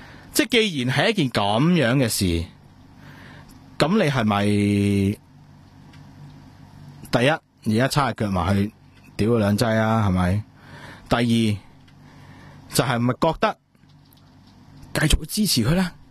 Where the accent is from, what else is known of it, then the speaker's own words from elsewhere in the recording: Hong Kong; 我作为一个香港人